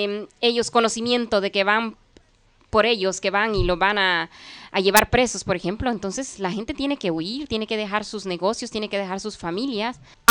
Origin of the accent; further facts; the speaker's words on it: Honduras; Porque como hondureña me siento muy satisfecha